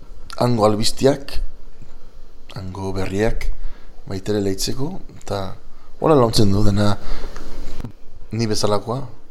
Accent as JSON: {"language": "Basque", "town": "San Francisco", "region": "California", "country": "United States", "tie": "born or raised there", "said": "Ni gaztez lehen eskuntza zen euskera. Men San Franciscon sortu nitzen, jaio nitzen, gurasoak bastandarrak, baita mare, eta bueno, lehen eskuntza euskeraz"}